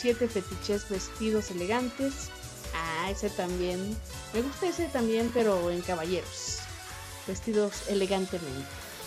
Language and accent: Spanish; northern Mexico, Mexico; accent: norteño; aunque a veces creo que ya perdí mi acento norteño. Ya hablo más neutro.